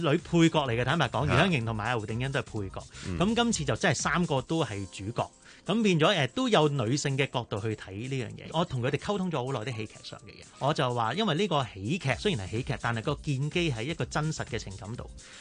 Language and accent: Cantonese; China; 但系我哋中国人食饭咧，夜晚你点都要出嚟嘅